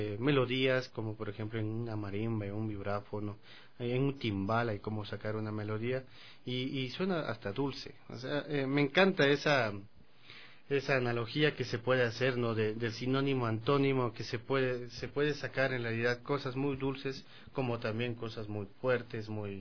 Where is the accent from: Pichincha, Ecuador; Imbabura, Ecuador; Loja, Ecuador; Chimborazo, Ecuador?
Loja, Ecuador; born there; mi papá nació en Celica. Yo nací en Loja.